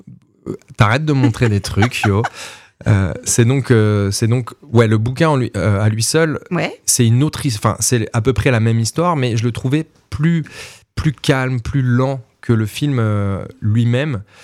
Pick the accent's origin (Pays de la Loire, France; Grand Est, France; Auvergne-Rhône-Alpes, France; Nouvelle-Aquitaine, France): Grand Est, France; Nancy; Dans ma ville natale, je vis toujours à Nancy, donc moi je suis très bien ici.